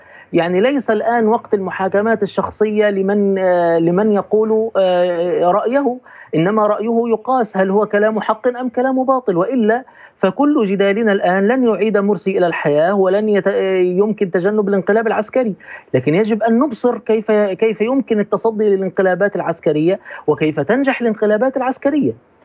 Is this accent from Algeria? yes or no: no; Egypt; وأنا أقول هذا ليس باعتباري مصري،